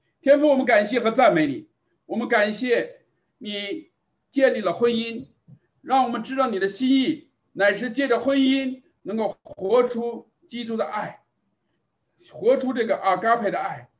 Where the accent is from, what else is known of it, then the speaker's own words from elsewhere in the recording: North China, China; 这个像我是来自于中国啊，我是在那个环境下长大的，我的太太呢是来自于香港啊，所以我们也可以说是背景文化不太一样的啊。所以呢我是北方人